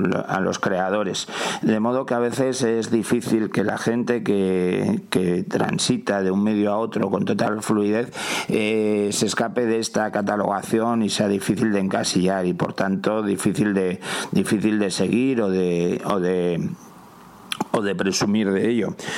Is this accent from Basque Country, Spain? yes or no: yes; Basque Country, Spain; y yo soy de Euskadi